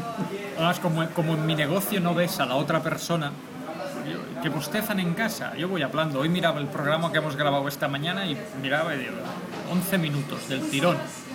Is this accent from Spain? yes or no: yes; Catalonia, Spain; first language Catalan; Spanish is a second language; pese a que soy catalán de nacimiento, educado en catalán y criado en catalán